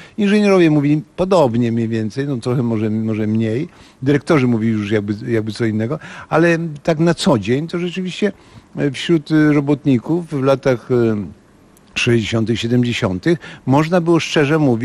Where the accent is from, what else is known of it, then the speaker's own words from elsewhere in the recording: Ostrów Mazowiecka, Masovian Voivodeship, Poland; born there; Urodziłem się w Ostrowi Mazowieckiej 10 sierpnia 1947 roku